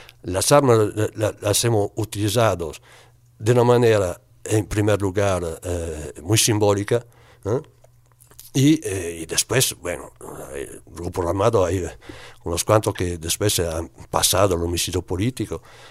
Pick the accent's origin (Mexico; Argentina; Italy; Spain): Italy; Veneto; Spanish is a second language; de donde vengo yo, de la provincia de Vicenza, en Italia, en esos últimos años hubo un movimiento muy, muy fuerte